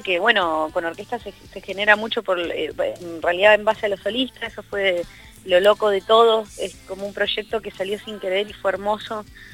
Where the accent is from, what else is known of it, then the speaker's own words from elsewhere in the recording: Santa Fe, Argentina; now in Buenos Aires, Argentina; 6 años, serán 5. En realidad, desde que me mudé por primera vez a Capital Federal, ya que yo soy de Santa Fe.